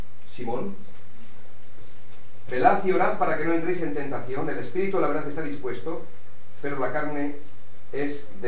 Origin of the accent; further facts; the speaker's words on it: Basque Country, Spain; born there; Mis padres son catalanes, yo nací en el País Vasco